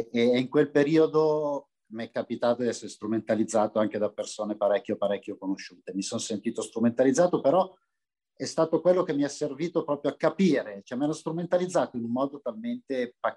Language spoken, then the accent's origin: Italian; Milan, Lombardy, Italy; io ero un ragazzo nato e cresciuto in Barona, Milano, che è un quartiere, per usare un eufemismo, diciamo vivace. Era un quartiere in profonda periferia di Milano